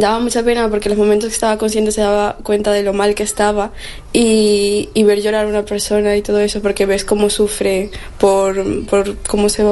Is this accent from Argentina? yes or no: no; Peru; now in Spain; Soy de Perú, llevo 6 años aquí junto con mi madre